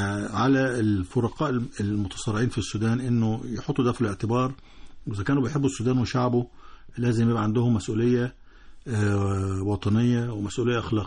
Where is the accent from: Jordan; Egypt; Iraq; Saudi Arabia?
Egypt; إحنا كمصريين ما نحبش إنه ده يحصل في بلد شقيق